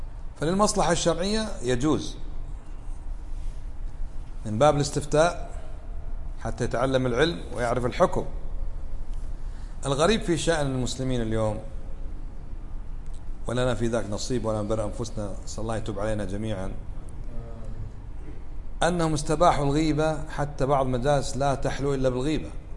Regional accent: Kuwait; معروف ما دخلها مثل عندنا بالكويت البترول

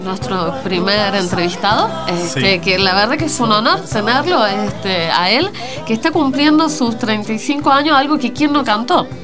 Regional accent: Chile; moved away; yo soy chilena y siempre suelo contar que yo vivo hace 30 años acá

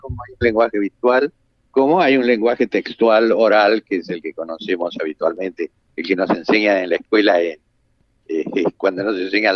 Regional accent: La Plata, Buenos Aires Province, Argentina; Yo nací en Buenos Aires, pero vivo desde niño en La Plata.

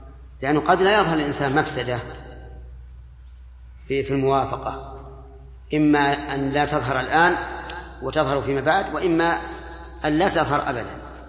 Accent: Saudi Arabia; الان حتى عندنا في السعوديه

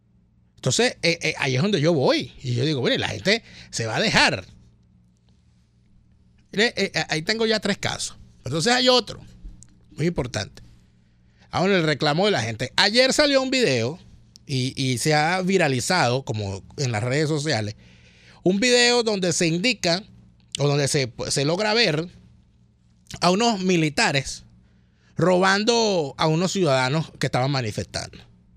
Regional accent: Venezuela; Nosotros como venezolanos hemos salido a negarle la nacionalidad venezolana a esos represores

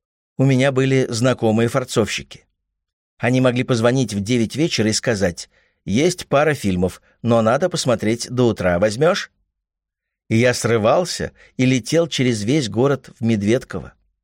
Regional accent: Moscow, Russia; Москва была домашняя и хлебосольная.

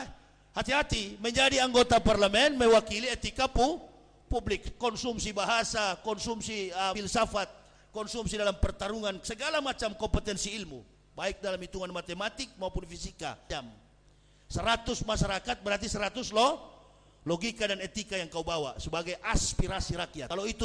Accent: Manado, North Sulawesi, Indonesia; Kami orang Manado, mohon maaf Pak, kami orang Manado enggak giler dengan gelar itu.

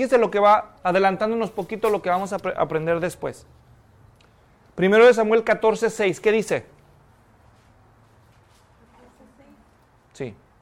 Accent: Jalisco, Mexico; Nunca había salido de mi país. A duras penas había salido del estado de Jalisco, de donde yo soy.

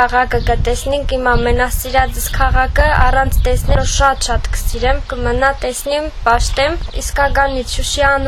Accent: Gyumri, Shirak, Armenia; մենք Գյումրիից ենք, բայց միշտ արցախցիների հետ ենք

